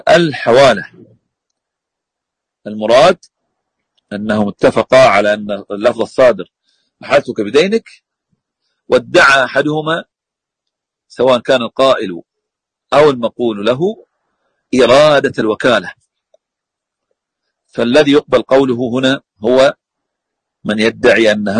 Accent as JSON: {"language": "Arabic", "town": "Al-Ahsa", "region": "Eastern Province", "country": "Saudi Arabia", "said": "يقول أن هناك مصنف عندنا في الأحساء كتاب للقضاء بتفسير الألفاظ العامية"}